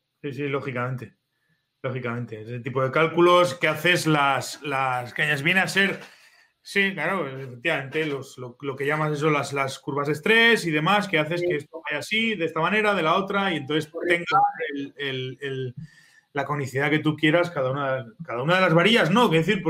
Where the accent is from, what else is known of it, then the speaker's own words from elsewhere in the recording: Zaragoza, Aragon, Spain; yo soy de Zaragoza, pero me voy siempre que puedo, me escapo para arriba.